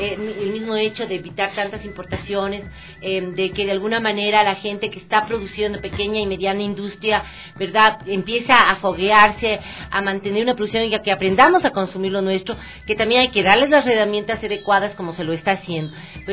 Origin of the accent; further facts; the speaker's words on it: Ecuador; conciencia de lo que realmente representamos como ecuatorianos, de esta maravillosa tierra